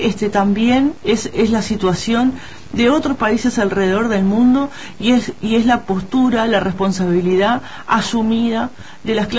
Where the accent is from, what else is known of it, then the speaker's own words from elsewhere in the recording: Uruguay; como población, como pueblo uruguayo